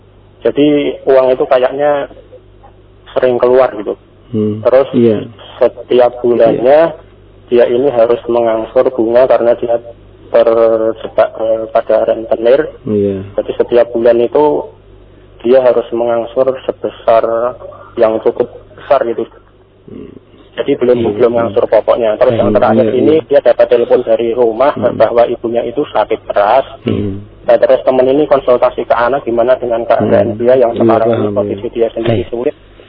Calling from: Cikarang, West Java, Indonesia; saya dari Cikarang.

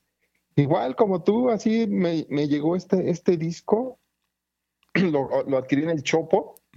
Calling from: Azcapotzalco, Mexico City, Mexico; Aquí de Azcapotzalco, Arturo. Santa Catarina, aquí tu vecino casi.

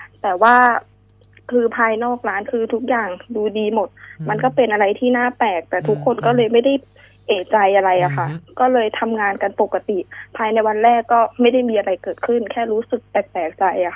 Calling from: Bangkok, Thailand; แถวสิริราชค่ะ

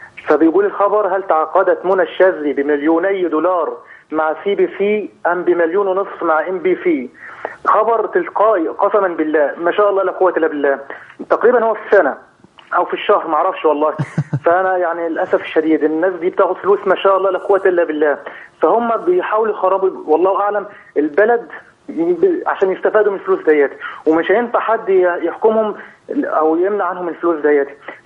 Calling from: Kuwait; والله أنا دلوقتي أنا بكلمك حضرتك من الكويت

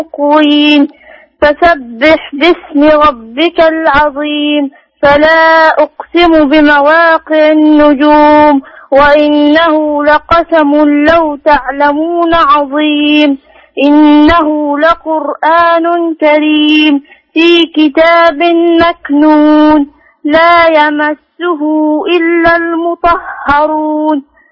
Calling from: Mecca, Makkah Province, Saudi Arabia; مكة المكرمة.

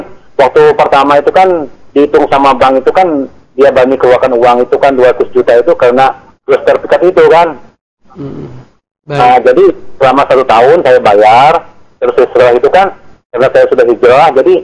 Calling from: Kalimantan, Indonesia; Ini saya dari … dari Kalimantan.

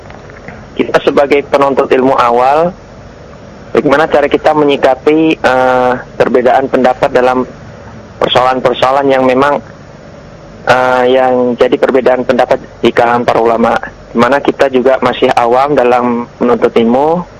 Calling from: Semarang, Central Java, Indonesia; Saya dari … di Semarang.

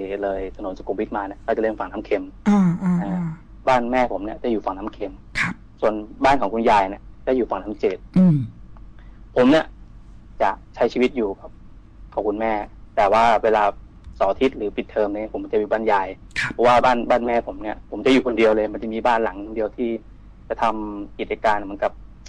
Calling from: Bang Na, Bangkok, Thailand; บางนาครับพี

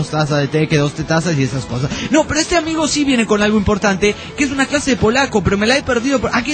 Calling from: Badalona, Catalonia, Spain; de Badalona, Barcelona, España.

